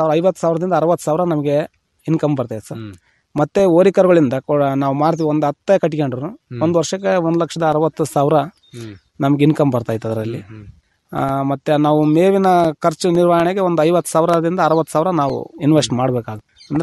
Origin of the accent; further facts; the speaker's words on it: Pujarahalli, Karnataka, India; ಇಲ್ಲ ಸರ್, ನಮ್ಮ ಸ್ವಂತ ಊರು ಪೂಜಾರಳ್ಳಿನೇ. ನಾವು ಅಲ್ಲಿ ರೈತರು